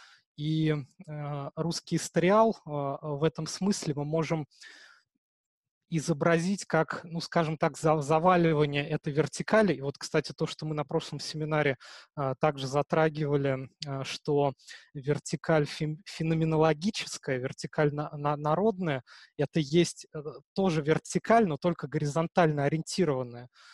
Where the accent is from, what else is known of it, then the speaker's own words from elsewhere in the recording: Moscow, Russia; я сам коренной москвич, но часто бываю в Петербурге